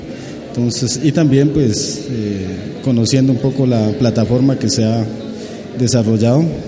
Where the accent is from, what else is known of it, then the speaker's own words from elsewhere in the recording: Santander de Quilichao, Cauca, Colombia; yo vengo del resguardo indígena de Canoas, del municipio de Santander de Quilichao